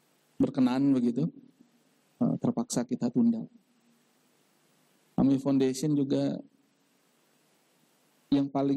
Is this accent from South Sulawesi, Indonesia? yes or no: no; Bandung, West Java, Indonesia; born there; now in Timika, Indonesia; lahir di Bandung. Saat ini tinggal di Timika.